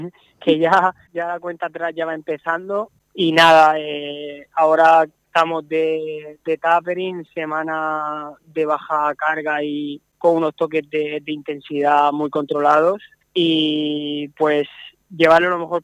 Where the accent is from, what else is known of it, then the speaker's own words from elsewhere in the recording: Redován, Valencian Community, Spain; soy de Redován y es un pueblo que está pegado a la montaña, y yo, mi casa está a 100 metros de la montaña